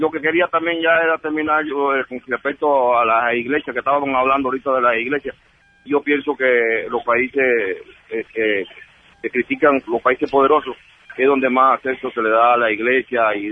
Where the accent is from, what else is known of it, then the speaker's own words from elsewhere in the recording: Cuba; moved away; yo me vine de Cuba porque yo vivía sin dignidad